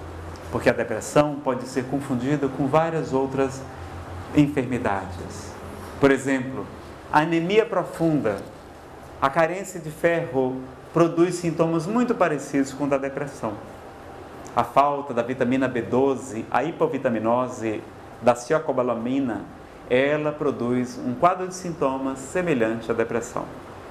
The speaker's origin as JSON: {"language": "Portuguese", "region": "Ceará", "country": "Brazil", "said": "e eu sou cearense, cearense é bicho enxerido, né?"}